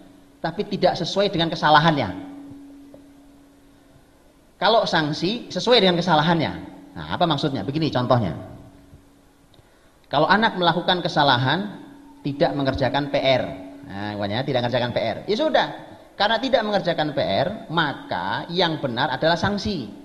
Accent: East Java, Indonesia; Para Kelut itu di daerah saya sana, Pak, di Jawa Timur sana.

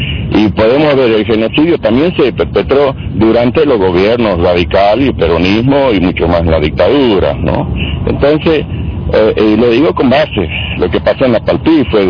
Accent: Argentina; Entonces, ahora que nosotros como argentinos defendamos lo que es nuestro

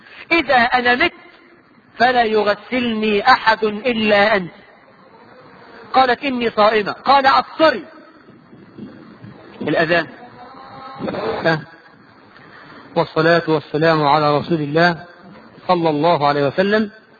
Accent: Egypt; وده موجود عندنا الى الان كمصريين

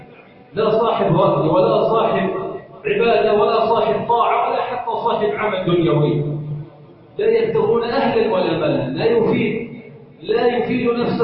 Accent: Egypt; اللهم انا نسالك ان تجعل بلدنا مصر سخاء رخاء امنا امانا

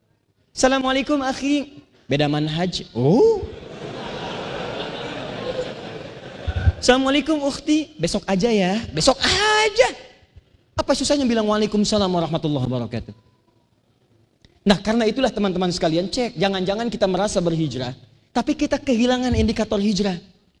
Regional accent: Banten, Indonesia; Sama dengan kita orang Banten bilang sepeda.

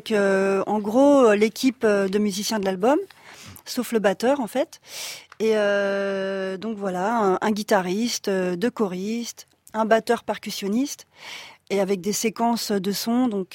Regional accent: Noisy-le-Sec, Île-de-France, France; born there; je suis née à Noisy-le-Sec

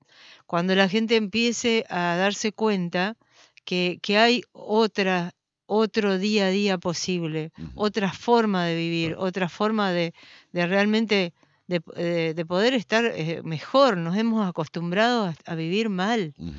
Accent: Argentina; También como argentinos estamos viviendo una situación sumamente difícil.

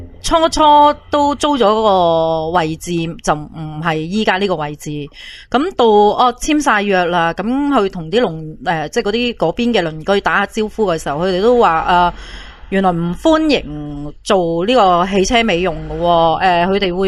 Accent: Hong Kong; 我本身系香港人心态咧

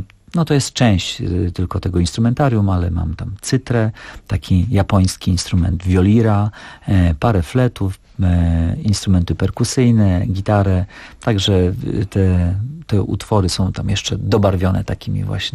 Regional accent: Białystok, Podlaskie Voivodeship, Poland; I ja pochodzę z Białegostoku, także ten utwór znam od dzieciństwa i tutaj, i też mam odpowiedni akcent w związku z moim pochodzeniem, także tutaj i moje nazwisko też jest ukraińskie

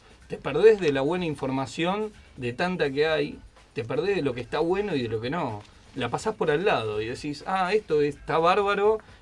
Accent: Córdoba, Argentina; now in Buenos Aires, Argentina; yo soy de Córdoba, un pueblito, y venir acá a Buenos Aires

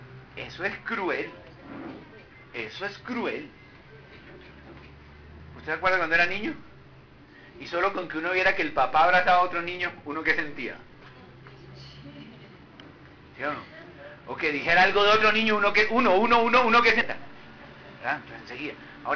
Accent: Barranquilla, Atlántico, Colombia; yo vine de Barranquilla

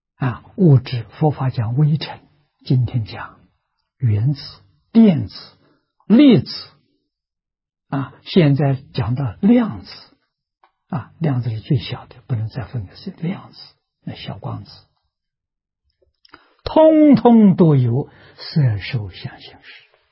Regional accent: China; 我们中国人讲圣贤的教育，印度人讲佛菩萨的教育，太重要了啊！

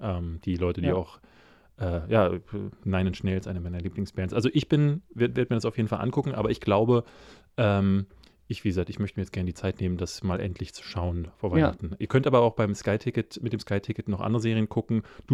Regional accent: Berlin, Germany; Aber ich bin ja in Marzahn groß geworden, deswegen wäre es wahrscheinlich ein Heimspiel gewesen.

